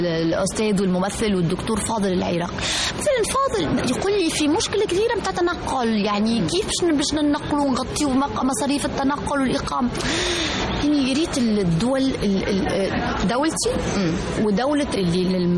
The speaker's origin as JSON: {"language": "Arabic", "country": "Tunisia", "said": "لأنه أنا مثلا كتونسية أنا مثلا زرت الأردن مثلا أو مصر"}